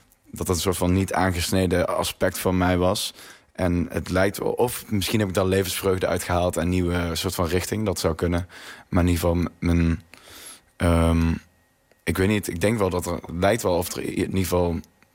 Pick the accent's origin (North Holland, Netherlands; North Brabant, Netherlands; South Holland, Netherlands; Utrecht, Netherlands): North Brabant, Netherlands; accent: Brabant; Maar ik had een groot Brabants accent